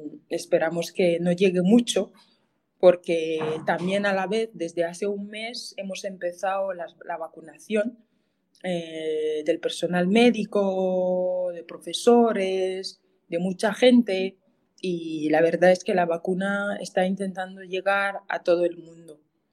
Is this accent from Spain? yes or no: no; Cameroon; first language Ticat; Spanish is a second language; Pues yo hablo mi idioma materno, que es el ticat. Yo hablo francés e inglés, que es el idioma de un poco del trabajo, de la educación, porque la educación es francófona y anglófona. O sea, Camerún es un país bilingüe.